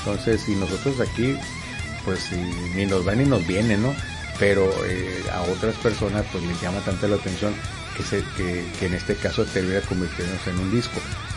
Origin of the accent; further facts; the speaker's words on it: Mexico; O sea, uno como mexicano, al menos en lo particular, pues uno le da gusto, ¿no?